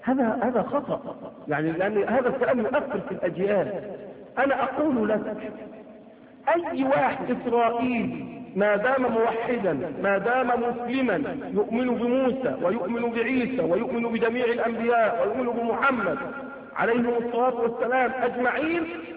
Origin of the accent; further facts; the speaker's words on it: Egypt; فإذا إحنا مصريين، أنا مصري